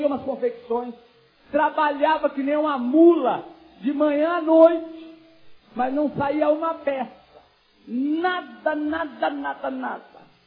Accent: Caxias do Sul, Rio Grande do Sul, Brazil; born there; O meu avô foi um dos homens mais ricos de Caxias do Sul, no Rio Grande do Sul, onde eu nasci.

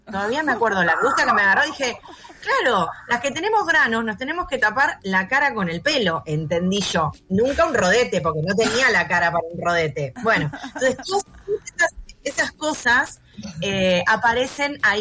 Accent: González Catán, Buenos Aires Province, Argentina; Me crié en Catán y se filmaron en Catán

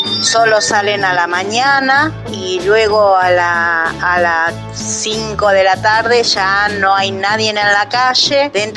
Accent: Castelar, Buenos Aires Province, Argentina; Soy de Castelar

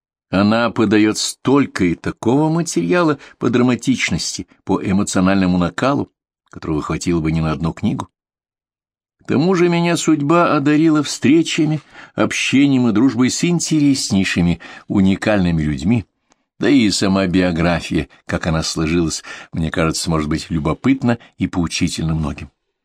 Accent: Moscow, Russia; born there; Я сам по национальности украинец. Родился, живу в Москве. Корни и здесь, и там, как и родные в России и на Украине.

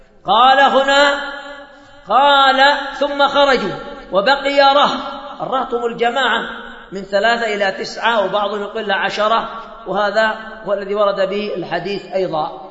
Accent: Yemen; أظن أن أنكد الزواج هو عندنا في اليمن، أن أنكد الزواج عندنا في اليمن

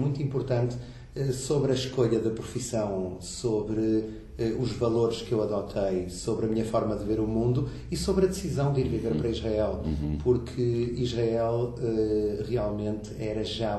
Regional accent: Porto, Portugal; eu cresci no Porto, formei-me no Porto, no fundo, como jovem.

